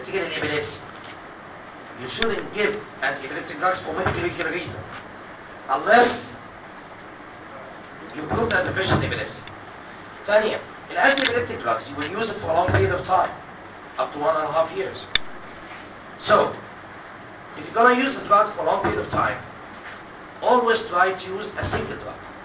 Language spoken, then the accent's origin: Arabic; Egypt; Actually, عندنا في مصر لازم تثبت انك epileptic عشان تاخد رخصة عمالة